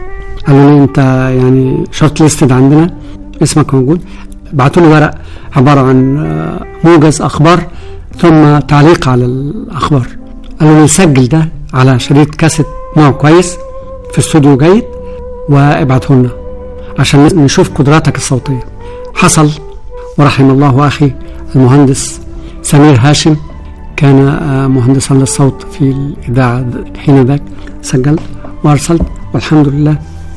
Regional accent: Minya Governorate, Egypt; لكني ولدت وعشت في محافظة المنيا سنوات عمري. طفولتي كانت في قرية صغيرة في محافظة المنيا.

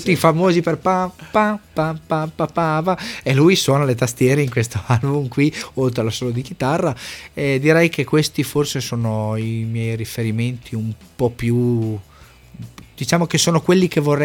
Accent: Emilia-Romagna, Italy; poi insomma sono un emiliano

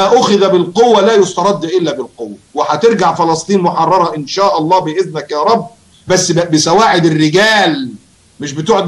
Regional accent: Egypt; مشكلتنا إحنا كمصريين

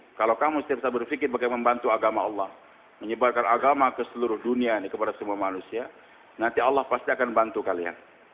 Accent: Banjarmasin, South Kalimantan, Indonesia; born there; Saya ini lahir di Banjarmasin.

